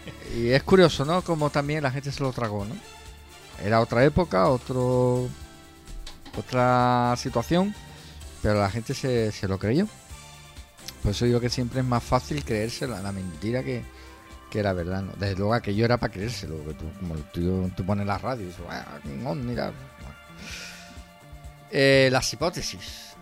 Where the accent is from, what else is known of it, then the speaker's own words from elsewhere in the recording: Jerez, Andalusia, Spain; En 1980 tenía yo 15 años. Lo compré en La Escalerilla. Los que soy de Jerez lo sabéis dónde está.